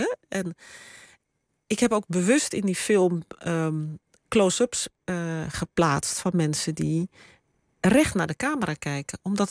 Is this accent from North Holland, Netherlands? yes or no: yes; Amsterdam, North Holland, Netherlands; Er waren zelfs niet in Amsterdam waar ik ben opgegroeid.